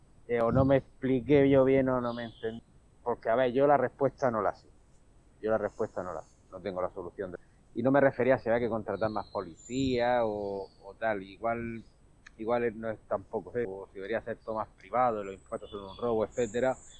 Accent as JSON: {"language": "Spanish", "region": "Region of Murcia", "country": "Spain", "tie": "born there", "said": "yo de donde vivo, un pueblo de 10.000 habitantes, pero tenemos una pedanía que es donde yo nací, de 1.000 habitantes, medio la huerta de Murcia, pues lo típico de gente de campo, de hacer mercados, de pequeñas parcelitas, un pueblo de casa en planta baja y tal."}